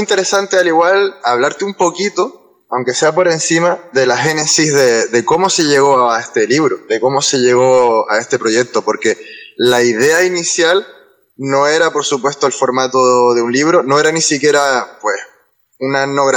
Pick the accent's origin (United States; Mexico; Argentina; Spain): Spain; El Tanque, Canary Islands; born there; also born or lived in Los Realejos; Yo nací en El Tanque y toda mi vida ha sido, pues, me he movido por el norte, he vivido mucho tiempo en Los Realejos